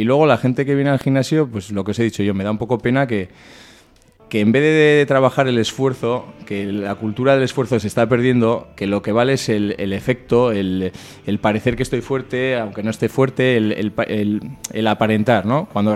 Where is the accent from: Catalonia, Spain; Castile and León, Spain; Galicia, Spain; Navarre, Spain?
Navarre, Spain; Barañáin; now in Sarriguren, Spain; Yo ahora estoy viviendo Sarriguren, aunque soy de Barañáin